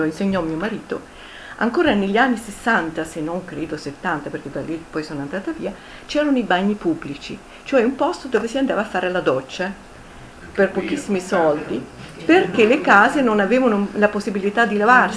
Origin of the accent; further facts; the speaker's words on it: Rome, Lazio, Italy; io vengo da Roma e a casa mia avevamo il bagno